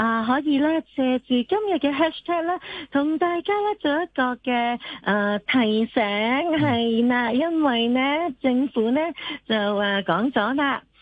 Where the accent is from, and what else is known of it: Hong Kong